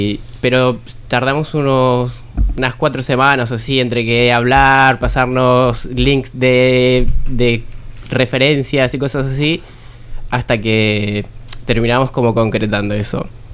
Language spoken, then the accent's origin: Spanish; Buenos Aires, Argentina; moved away; Vengo de Argentina, de Buenos Aires.